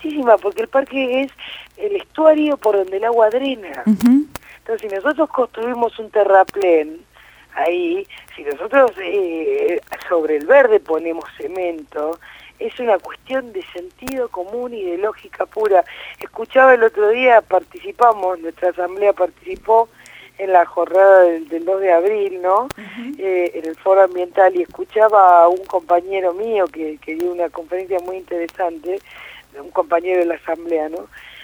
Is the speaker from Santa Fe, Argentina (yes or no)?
no; Villa Elisa, Buenos Aires Province, Argentina; En mi caso, soy de Villa Elisa